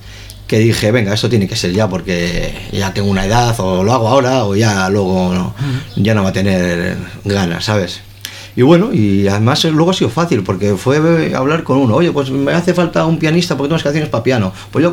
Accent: Santurtzi, Basque Country, Spain; now in Zierbena, Spain; No, yo soy de Santurce, sí. Ahora no vivo en Santurce, vivo en Ciérvana, estupendamente, pero yo soy de Santurce. Y siempre lo seré.

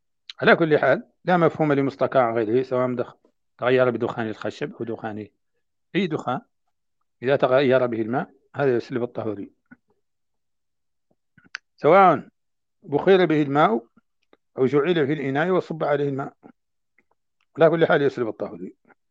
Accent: Mauritania; وما زالت عندنا في موريتانيا تصنع من الجلود

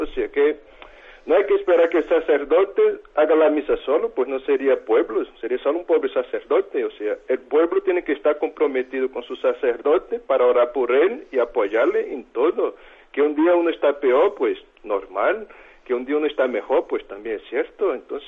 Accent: Brazil; now in Burgos, Spain; yo soy brasileño, vivo en Burgos

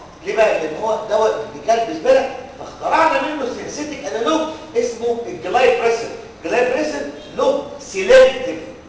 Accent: Egypt; الشقه اللي انا ساكن فيها في مدينه نصر بتاعتي

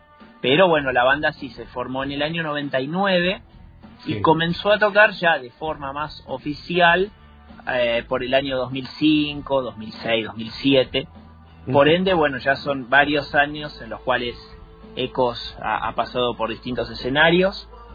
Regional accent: Israel; Bueno, mi infancia la viví toda en Israel.

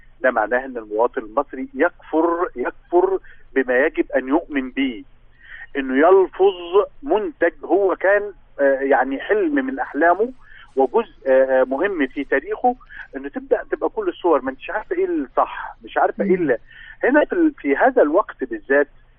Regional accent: Egypt; احنا كان عندنا في مصر كان عندنا مثلا شركه مياه غازيه وطنيه

